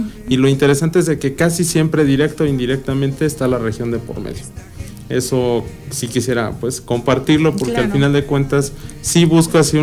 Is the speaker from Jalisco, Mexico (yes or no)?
no; Amecameca, State of Mexico, Mexico; also born or lived in Tepetlixpa; yo soy oriundo de la región, soy del municipio de Tepetlixpa, pero pues también he vivido muchos años desde niño aquí en Amecameca, mi familia también es de aquí, entonces yo he crecido en realidad en toda la región.